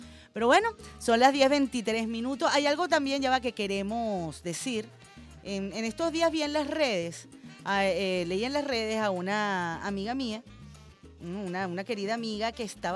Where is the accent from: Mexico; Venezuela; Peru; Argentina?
Venezuela; nosotros como venezolanos y venezolanas